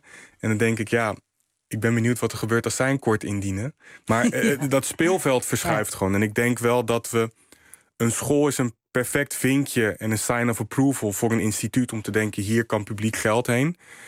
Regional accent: Rotterdam, South Holland, Netherlands; Krooswijk is een hele diverse wijk. En dus ik groeide ook op met allerlei culturen. Als in, ik ben Congolees-Nederlands en ik heb echt wel van beide kanten veel meegekregen. Maar ik groeide ook op in een buurt met een hele grote Marokkaanse gemeenschap en een Surinaamse gemeenschap.

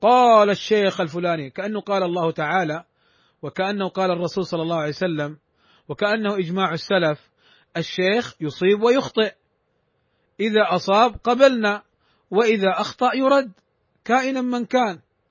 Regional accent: Saudi Arabia; والقضاء عندنا في المملكة العربية السعودية

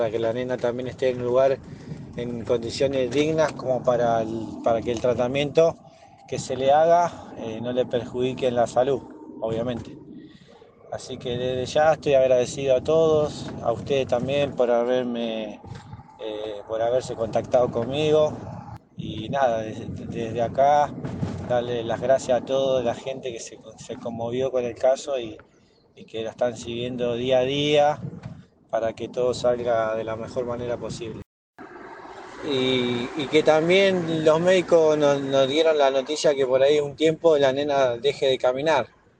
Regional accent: Máximo Paz, Buenos Aires Province, Argentina; nosotros somos de Máximo Paz. … el barrio

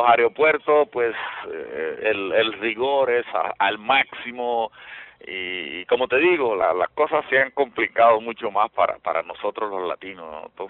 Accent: Cartagena, Bolívar, Colombia; now in United States; Originalmente de Cartagena, Colombia, en la costa norte colombiana, en Sudamérica. Allá estamos, allá crecimos, allá nacimos como locutores.

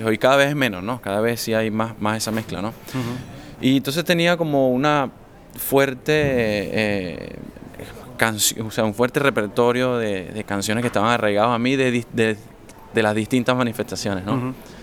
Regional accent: Caracas, Capital District, Venezuela; soy de Caracas, Venezuela, vivo en Caracas. Uh-huh. Esa es una ciudad cósmica, ciudad capital, con muchas influencias de todas partes por el tema de intercambio político, comercial, con otros países.

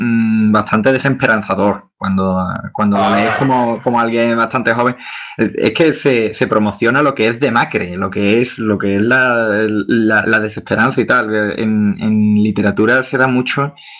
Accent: Spain; Yo como español, pues obviamente vengo de un país que está influido por la cultura católica

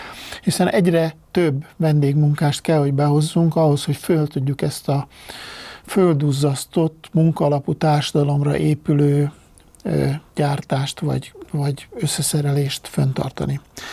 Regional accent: Hungary; én amit beleértem magamat is, mint magyar

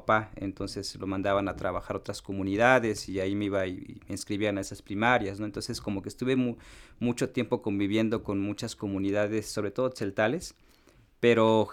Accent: Tenejapa, Chiapas, Mexico; de Tenejapa. Yo tengo actualmente 32 años, nací en el ejido de Matzam en Tenejapa, es un paraje de este municipio.

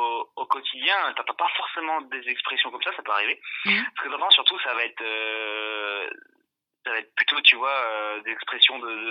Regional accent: France; dès qu'ils sentent que je suis français, ils essaient de revenir à des termes plus génériques.

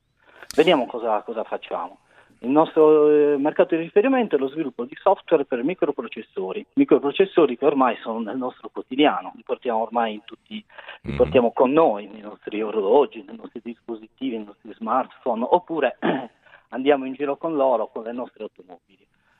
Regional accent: Sassari, Sardinia, Italy; Sono sardo, sono di Sassari.

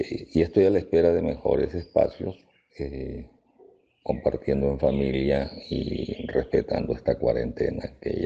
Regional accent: Peru; now in Venezuela; soy ingeniero mecánico peruano, tengo 42 años en Venezuela, me vine muy joven con la intención de pasar un mes en Venezuela

